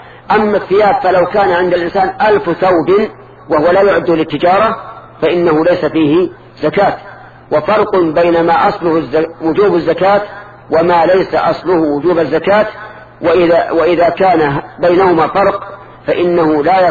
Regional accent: Najd, Saudi Arabia

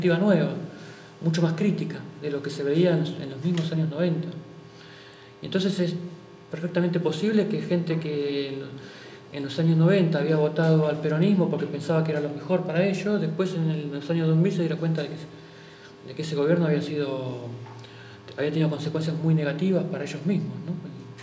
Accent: Buenos Aires, Argentina; yo soy de Buenos Aires, lo que pasa en la provincia, en la capital de Buenos Aires.

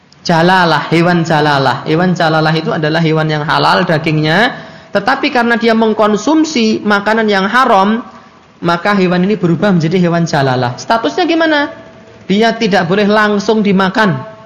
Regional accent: Java, Indonesia; wong saya juga orang Jawa. Asli pakai shot, asli.

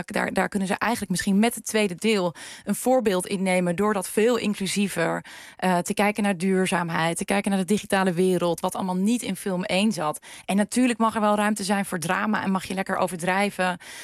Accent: Friesland, Netherlands; Ik groeide op in Friesland.

